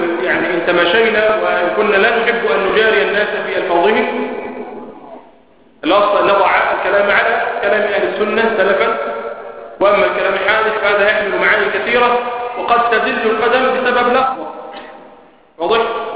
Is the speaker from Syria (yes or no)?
no; Egypt; لكن الذين يتكلموا بهذه المسائل أكثر عندنا في مصر قالوا بأنه لا يكفر